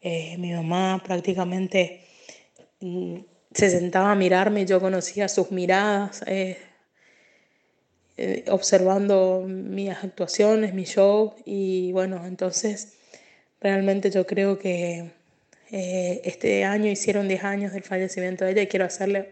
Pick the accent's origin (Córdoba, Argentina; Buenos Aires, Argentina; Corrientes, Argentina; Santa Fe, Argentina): Corrientes, Argentina; soy cantante, soy artista, soy chamamecera, soy correntina orgullosa de mi música